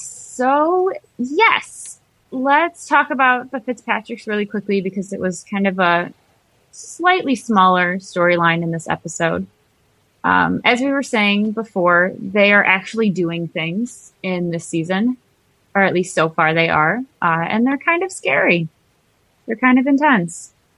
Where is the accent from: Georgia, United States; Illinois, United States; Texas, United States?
Illinois, United States; Chicago; I'm from Chicago.